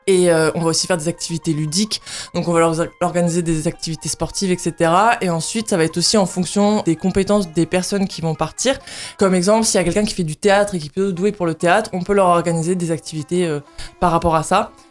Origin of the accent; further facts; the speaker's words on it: New Caledonia; also born or lived in Lorraine; now in Nancy, France; Pour l'instant je reste sur Nancy, mais mon projet c'est de partir de la région. Parce que bon, moi j'ai grandi en Nouvelle-Calédonie